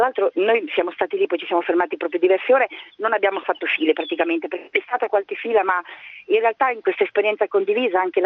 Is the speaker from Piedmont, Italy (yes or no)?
no; Urbino, Marche, Italy; born there; sono nata in Urbino, la zona è quella.